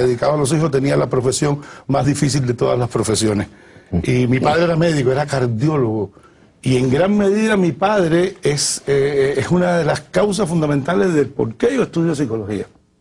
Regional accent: Havana, Cuba; Yo nací en Cayo Hueso. Sigo viviendo en Cayo Hueso, aunque vivo ahora en El Vedado. Pero mi estilo de vida quedó marcado por Cayo Hueso, el concepto del barrio

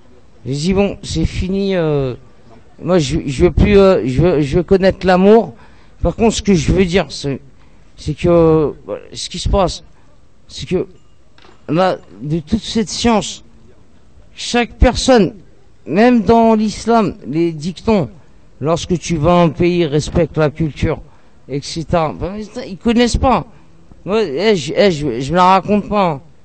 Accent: Sevran, Île-de-France, France; moi, j'ai grandi à Sevran-Beaudot

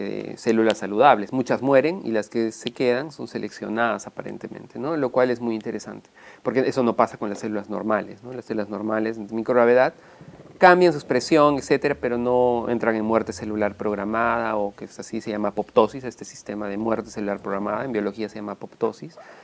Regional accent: Cusco, Peru; born there; yo soy peruano, nací en Cusco, estudié en Arequipa Medicina, soy médico, y luego viajé a México.

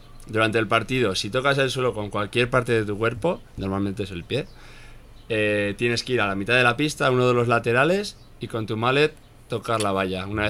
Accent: Pamplona, Navarre, Spain; Yo soy de Pamplona, entonces por ahí se lleva mucho lo de la cuadrilla.

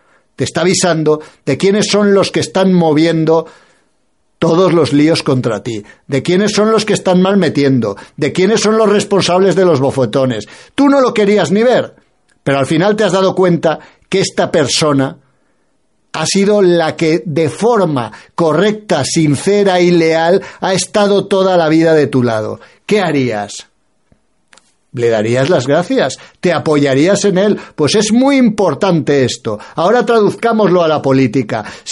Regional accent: Spain; aquellos españoles que empezamos a tener conciencia clara de que somos españoles y de que España hay que defenderla

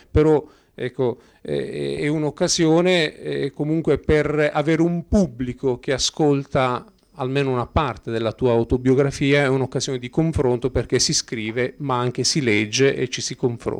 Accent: Sicily, Italy; now in Bolzano, Italy; Io sono siciliano, fra l'altro, piccola parentesi.

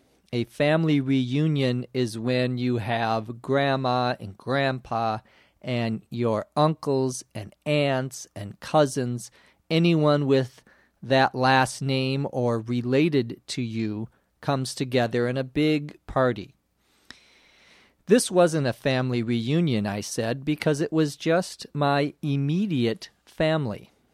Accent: St. Paul, Minnesota, United States; born or raised there

